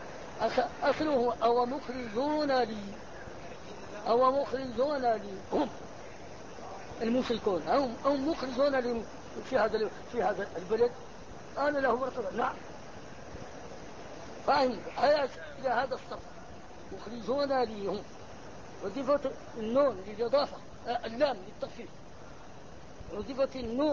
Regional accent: Egypt; now in Mecca, Saudi Arabia; انا مصري ازعل

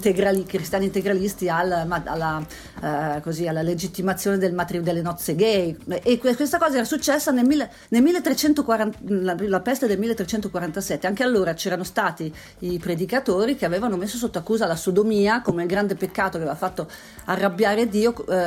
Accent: Pordenone, Friuli-Venezia Giulia, Italy; Fra l'altro io sono cresciuta a Pordenone

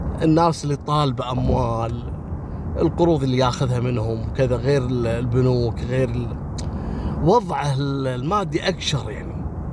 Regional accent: Kuwait; قصة الليلة حصلت في الكويت عام 94 في محافظة الجهراء عندنا في الكويت

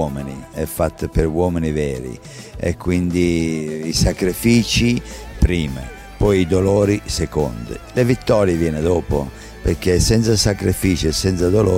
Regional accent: Ripa Teatina, Abruzzo, Italy; Nel mio paese voi sapete che anche il papà di Rocky Marciano è nato lì, e quindi Rocco Marciano … due Rocco, due RM, direi che un paesino talmente fortunato come Ripateatina non ci può essere.

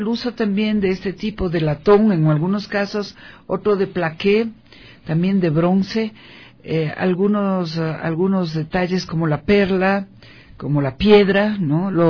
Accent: Ecuador; nos enorgullece como ecuatorianos

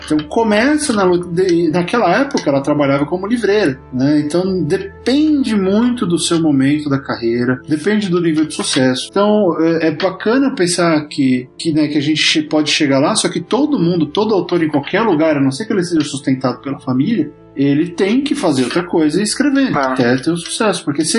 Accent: São Paulo, Brazil; now in Los Angeles, United States; Nasci na grande Moca, descendente de italianos e espanhóis. Então eu morei um tempão lá, ainda tenho família lá.

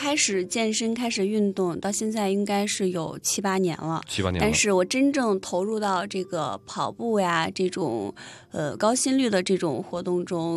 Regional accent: China; 作为一个中国人

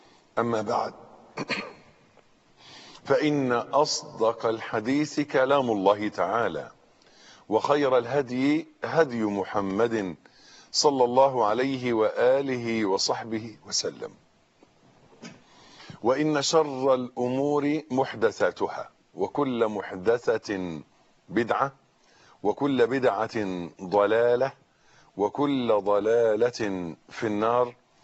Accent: Egypt; صاروا يكرهون المطر عندنا في مصر

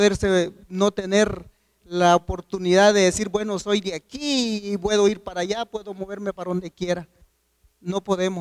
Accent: Guatemala; Y ahora que vengamos al lado de Guatemala y no nos tomen en cuenta, y somos guatemaltecos.

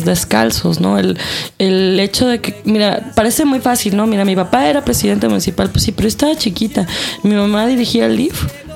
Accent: Michoacán, Mexico; also born or lived in Mexico City; Sí, sí, sí, pero crecí en Michoacán.

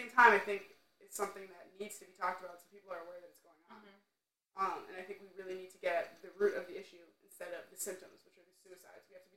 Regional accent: New York, United States; And I've been growing up in New York, in the suburb of New York City.

